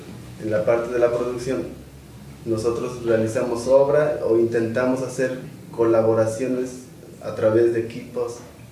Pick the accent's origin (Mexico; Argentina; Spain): Mexico; San Pablo del Monte, Tlaxcala; yo soy de San Pablo del Monte y ahí no hay casa de cultura.